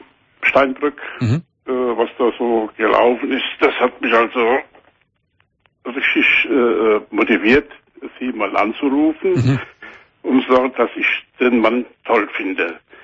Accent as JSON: {"language": "German", "town": "Aschaffenburg", "region": "Bavaria", "country": "Germany", "said": "Ich komme aus Aschaffenburg oben"}